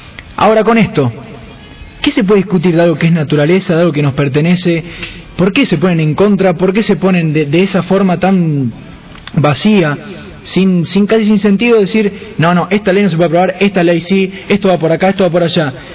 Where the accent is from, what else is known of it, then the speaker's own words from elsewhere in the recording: Buenos Aires, Argentina; Por suerte soy porteño, y versus provinciano